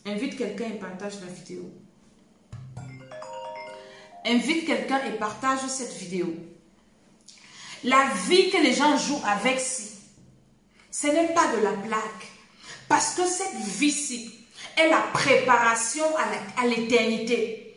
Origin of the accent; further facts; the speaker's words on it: Cameroon; Je suis camerounaise.